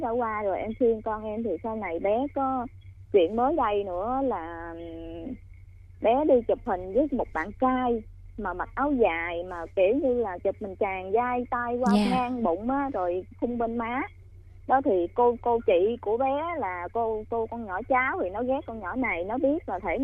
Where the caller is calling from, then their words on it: Long Thành, Đồng Nai, Vietnam; Dạ, em gọi từ ở Long Thành ạ.